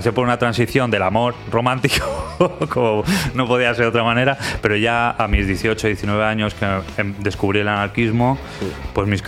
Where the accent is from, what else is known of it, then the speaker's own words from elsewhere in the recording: Salamanca, Castile and León, Spain; porque yo soy de Salamanca